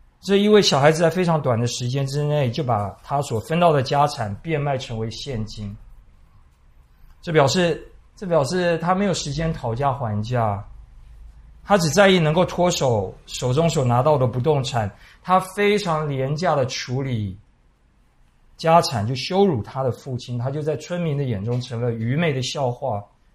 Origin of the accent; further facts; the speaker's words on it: Taiwan; 我们台湾人可能看多了败家子败家女